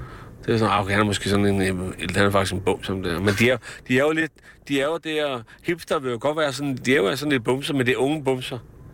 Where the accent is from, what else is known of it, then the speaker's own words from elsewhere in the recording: Slagelse, Zealand, Denmark; Gammel dreng her fra Slagelse. Da jeg gik i skole her i Slagelse